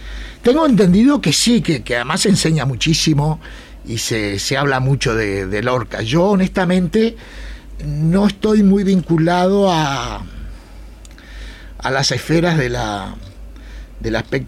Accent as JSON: {"language": "Spanish", "country": "Uruguay", "moved": "yes", "lives_now": "Granada, Spain", "said": "Yo vuelvo a Granada. A ver, yo soy uruguayo. Yo tengo residencia permanente en España."}